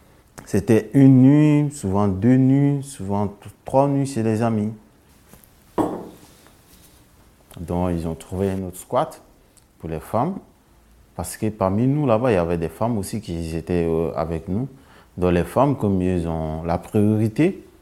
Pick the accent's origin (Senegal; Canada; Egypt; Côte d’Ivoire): Côte d’Ivoire; moved away as an adult; now in France; je viens de la Côte d'Ivoire, j'ai 22 ans. Je suis arrivé en France dans le mois d'avril 2018.